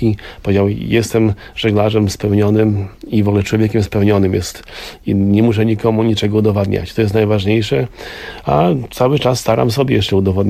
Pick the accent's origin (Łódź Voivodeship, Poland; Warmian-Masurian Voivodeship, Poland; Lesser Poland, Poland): Warmian-Masurian Voivodeship, Poland; Mrągowo; also born or lived in Germany; tak jak ja pochodzę z Mrągowa i Stałt, czyli to są takie miejsca i to, że to jest moje miejsce na ziemi